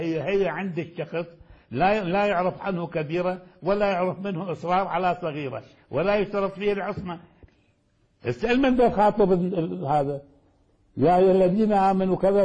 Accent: Iraq; أخلي مادة السلوك كما كان عندنا في العراق

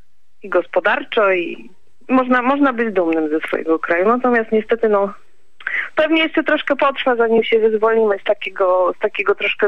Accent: Silesian Voivodeship, Poland; I z racji miejsca urodzenia takich, którzy może, bo jestem ze Śląska, takich, którzy może niekoniecznie byli Polakami. I jednak czuję się osadzona w tej polskości.

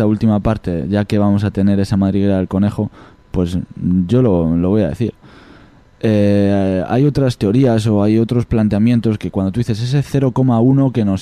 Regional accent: Extremadura, Spain; Yo en Extremadura, en mi pueblo, hay vacas, hay toros

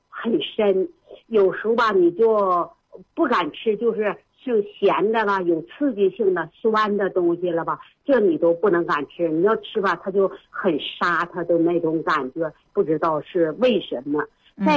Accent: Suihua, Heilongjiang, China; 我是绥化的。

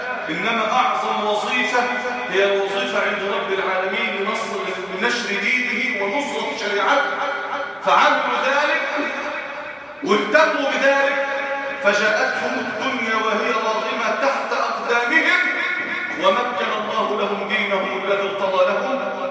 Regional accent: Egypt; اللهم اجعل بلدنا مصر الامن الامانه

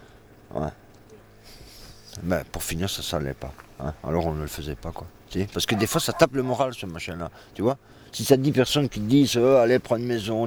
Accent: Belgium; même moi en tant que Belge, j'ai une carte d'identité qui est pourrie

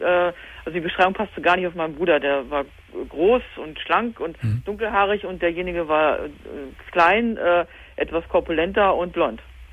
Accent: Hanover, Lower Saxony, Germany; wir sind aus Hannover, ja, die Ecke

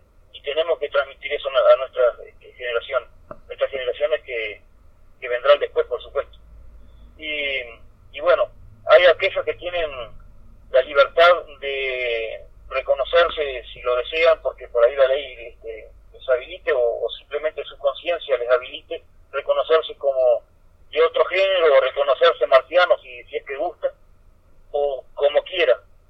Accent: Uruguay; tenemos que, por lo contrario, tenemos que resurgir, tenemos que mostrar que nuestro pueblo aún sigue luchando y está de pie

